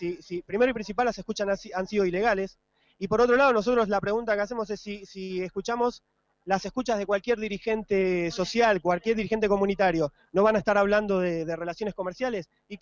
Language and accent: Spanish; Argentina; nos convoca a estar unidos, nosotros principalmente como argentinos